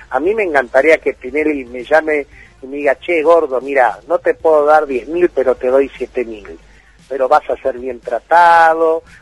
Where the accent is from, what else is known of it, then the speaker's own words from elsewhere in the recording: Argentina; Yo como argentino... Sí. Nunca voy a permitir un régimen marxista en la Argentina.